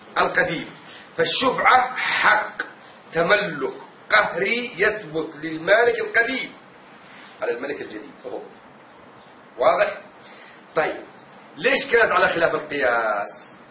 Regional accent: Yemen; ما تخلي بالك أنا يمني

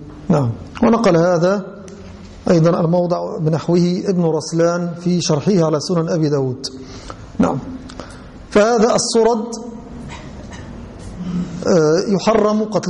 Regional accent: Egypt; أي أن الضر والنمل المشهور عندنا في مصر وفي الغالب هو الصغير

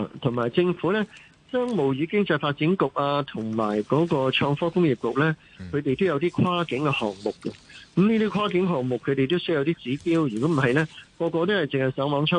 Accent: Hong Kong; 令到我哋香港人過去深圳。以至整個廣東省更加便利。

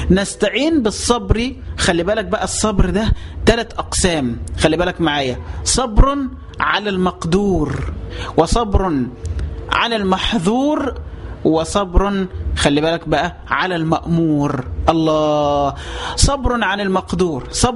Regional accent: Dendera, Qena Governorate, Egypt; احنا عندنا عادات في البلد في الصعيد، عشان بس ما يكونش الكلام عام، عندي في قريتي في جزيرة دندرة

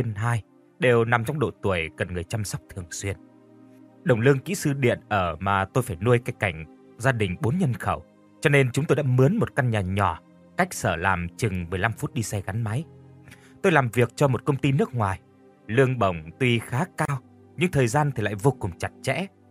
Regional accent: Mekong Delta, Vietnam; Tôi là dân miền Tây Nam Bộ

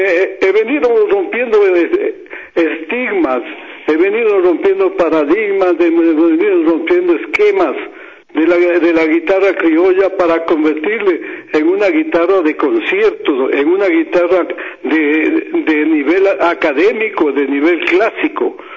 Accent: Quito, Pichincha, Ecuador; Como quiteño y conocedor de la guitarra quiteña, voy a hacer un homenaje a Quito

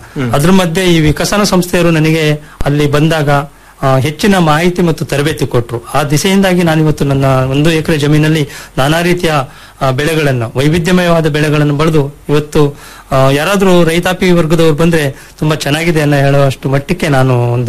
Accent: Panchanahalli, Karnataka, India

